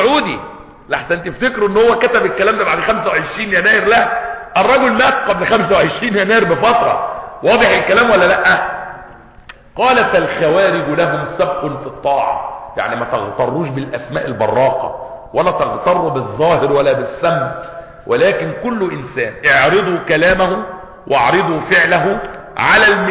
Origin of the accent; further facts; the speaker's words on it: Egypt; احنا عندنا في مصر تقريبا فوق 80 مليون ميزو